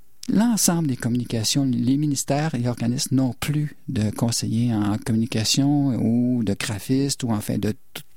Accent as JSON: {"language": "French", "region": "Quebec", "country": "Canada", "said": "je suis originaire de la Mauricie."}